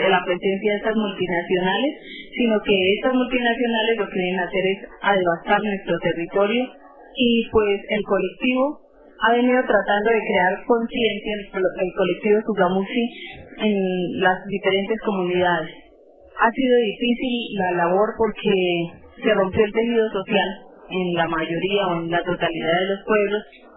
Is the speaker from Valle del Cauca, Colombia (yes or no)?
no; Pesca, Boyacá, Colombia; En Pesca, que es de donde yo vengo